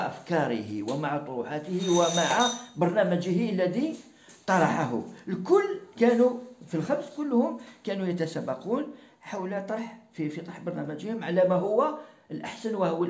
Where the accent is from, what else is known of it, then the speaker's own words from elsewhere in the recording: Algeria; وعندنا في الجزائر وفي المغرب أيضا